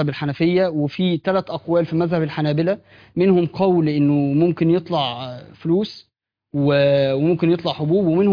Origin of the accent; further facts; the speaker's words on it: Egypt; عندنا في مصر، فعشان بس ما نقولش معلومات